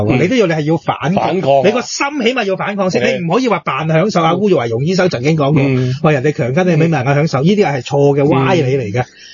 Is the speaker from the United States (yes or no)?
no; Hong Kong; 我哋香港人係本身我哋應該有我哋嘅福利噶嘛。